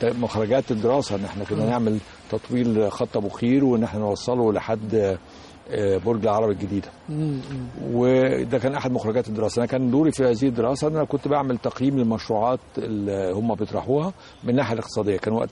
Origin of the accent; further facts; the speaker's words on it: Alexandria, Alexandria Governorate, Egypt; أنا أصلا سكندري الأصل، ولدت في مدينة الإسكندرية، وتعلمت في مدارس مصر هنا في الإسكندرية أيضا، وتخرجت من الجامعة في الإسكندرية، وعملت أيضا في الأكاديمية في الإسكندرية في أول حياتي.